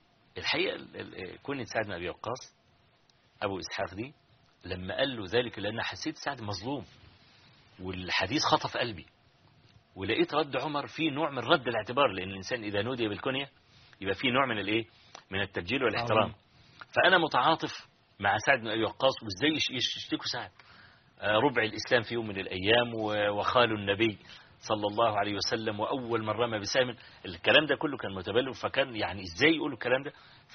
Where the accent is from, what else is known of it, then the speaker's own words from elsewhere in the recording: Hawin, Kafr El Sheikh Governorate, Egypt; حويني يعني قرية قابعة كده في مركز تبع مركز الرياض في محافظة كفر الشيخ